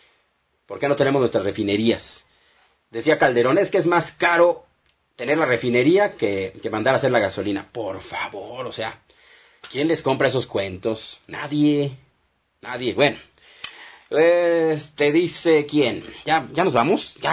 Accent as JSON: {"language": "Spanish", "country": "Mexico", "said": "como mexicanos, tenemos que tener una unión"}